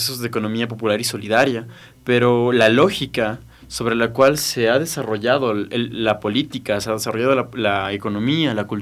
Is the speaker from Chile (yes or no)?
no; Ecuador; así somos los ecuatorianos